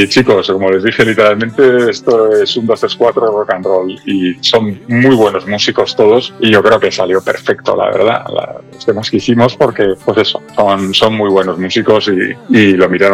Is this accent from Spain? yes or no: yes; Bilbao, Basque Country, Spain; yo soy de Bilbao y soy del 78